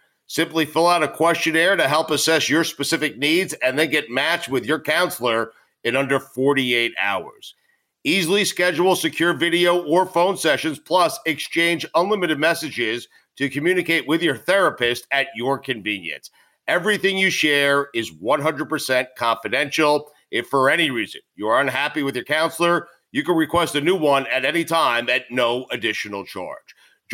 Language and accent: English; Port Washington, New York, United States; So I grew up in Port Washington, so did he